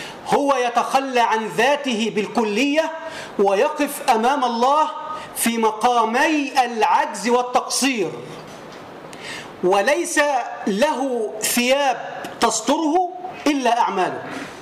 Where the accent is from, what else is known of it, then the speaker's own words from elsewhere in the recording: Tanta, Gharbia, Egypt; وهو من الأطباء المشهود لهم بالكفاءة عندنا في طنطا